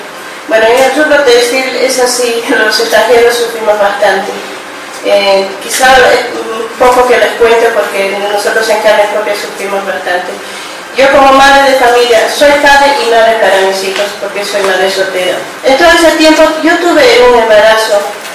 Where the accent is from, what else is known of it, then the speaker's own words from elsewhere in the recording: Bolivia; soy inmigrante boliviana.